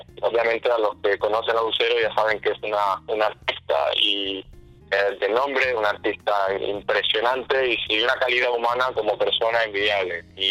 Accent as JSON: {"language": "Spanish", "country": "Spain", "said": "Yo vengo de España"}